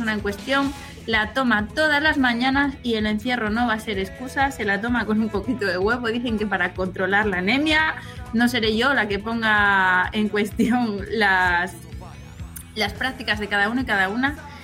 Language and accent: Spanish; Piedras Blancas, Asturias, Spain; hoy sería día de mercadillo en mi pueblo, aquí en Piedras Blancas